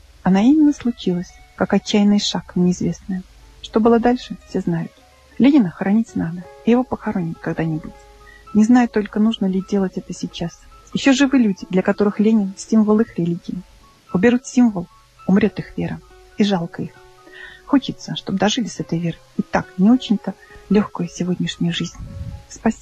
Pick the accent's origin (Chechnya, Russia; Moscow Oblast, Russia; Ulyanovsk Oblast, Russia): Ulyanovsk Oblast, Russia; Ulyanovsk; Мой родной город – это еще и родина Ульянова Ленина.